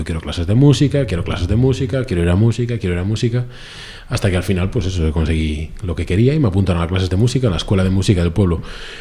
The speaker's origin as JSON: {"language": "Spanish", "town": "Salcedo", "region": "Galicia", "country": "Spain", "tie": "born or raised there", "said": "yo soy natural de Salcedo, es un pequeño pueblo de Pontevedra, una parroquia de Pontevedra, la provincia de Pontevedra."}